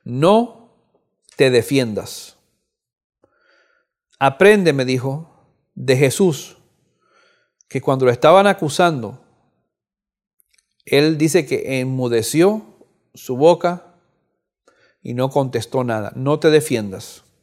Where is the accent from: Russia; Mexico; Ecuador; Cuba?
Cuba; moved away; Este año pasado yo fui a Cuba. Yo soy oriundo de Cuba, nací en Cuba. No había ido a Cuba por mucho tiempo. Después, hace 2 años, regresé después de 40 años.